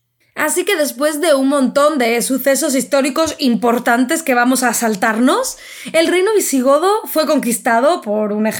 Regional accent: Spain; desde nuestro punto de vista porque somos españoles

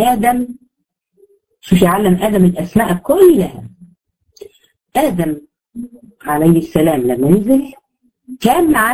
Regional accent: Egypt; وهكذا هنا برضو احنا عندنا في مصر بقت خليط

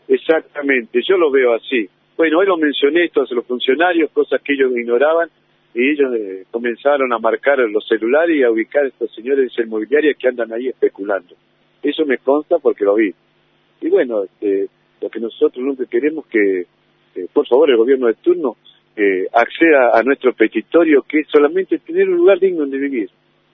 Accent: Tierra del Fuego, Argentina; now in Río Negro, Argentina; mis nietos son rionegrinos, tengo familia rionegrina y bueno, yo soy oriundo de Tierra del Fuego, pero vine hace mucho tiempo acá y me encariñé con este lugar, me gustó.

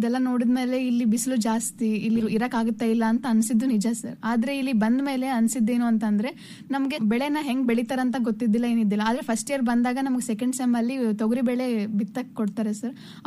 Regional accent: Yelburga, Karnataka, India; ಯಲಬುರ್ಗಾದಲ್ಲಿ ಇರೋದು ನಾವು. ನಮ್ದು ಕೊಪ್ಪಳ ಜಿಲ್ಲೆ.

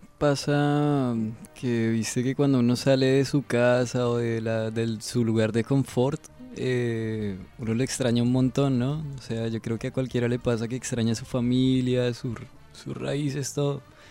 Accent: Colombia; now in Argentina; Siendo colombianos, los aprendimos a tocar acá.

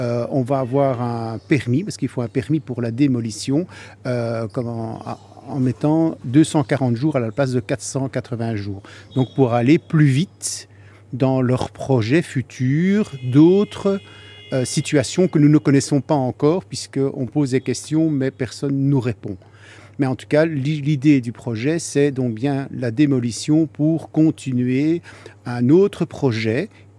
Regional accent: Brussels, Brussels-Capital Region, Belgium; born there

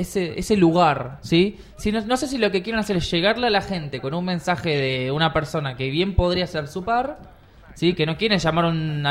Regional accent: Argentina; Entonces tampoco hablemos de los nazis y de los hijos de puta que son porque somos argentinos.

